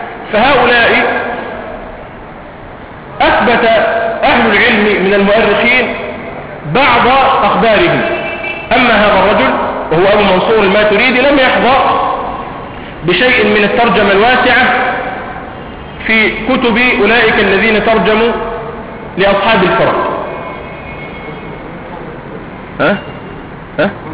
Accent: Egypt; عندنا في مصر

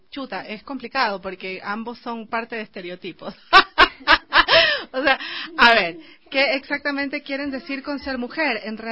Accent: Guayaquil, Guayas, Ecuador; accent: coastal; Es que soy de Guayaquil, hablo bastante. No, entonces, lo costeño.

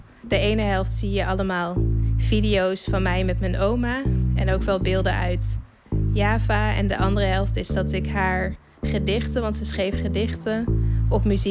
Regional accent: Arnhem, Gelderland, Netherlands; born there; ik ben 33 jaar en ik ben geboren in Arnhem.

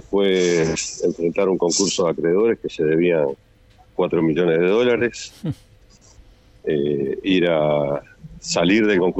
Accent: Montevideo, Uruguay; born there; Nací en el Buceo

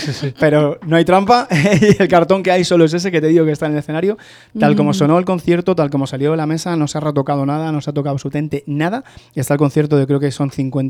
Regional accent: Madrid, Community of Madrid, Spain; todo el grupo somos de Hortaleza

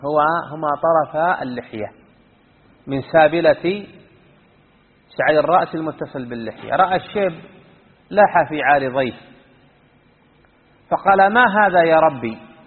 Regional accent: Unaizah, Al-Qassim, Saudi Arabia; كان عندنا الناس يلعبون في ديرتنا في عنيزة تحت قبة من القبب

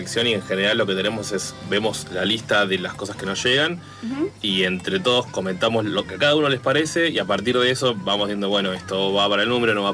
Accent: Buenos Aires, Argentina; Yo soy de Buenos Aires.

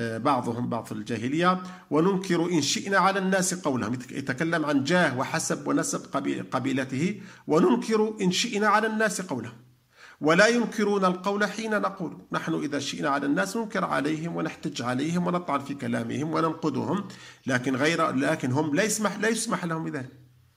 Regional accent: Algeria; يتاجر به ويتوهم أن دعاءه مستجاب والناس يقصدونه، مثل ما هو عندنا في الجزائر

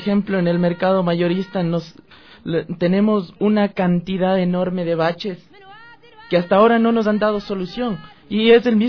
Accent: Ecuador; a levantarnos como ecuatorianos

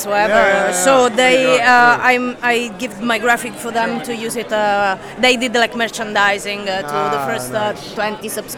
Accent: Rome, Lazio, Italy; I'm from Rome.

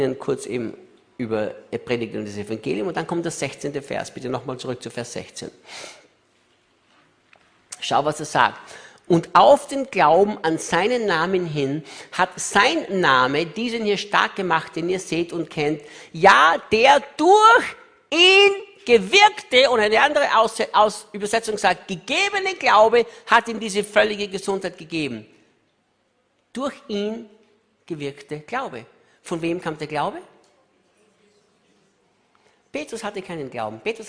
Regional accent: Austria; Und ich sagte, ich bin Österreicher.

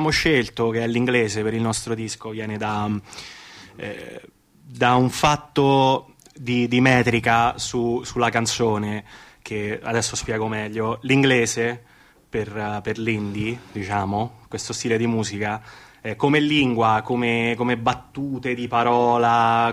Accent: Canada; io, come ho già detto, sono cresciuto in Canada

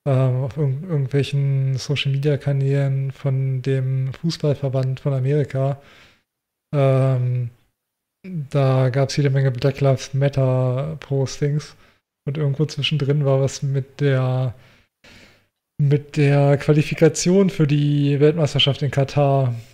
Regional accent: Germany; ich bin in der Großstadt aufgewachsen, mein ganzes Leben in der Großstadt gelebt

